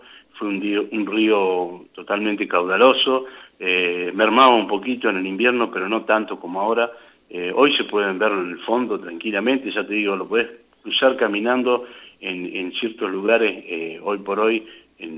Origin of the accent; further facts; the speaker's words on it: La Adela, La Pampa, Argentina; uno es nacido y criado acá en La Vela, y verlo al río Colorado como lo vemos hoy, no lo hemos visto nunca.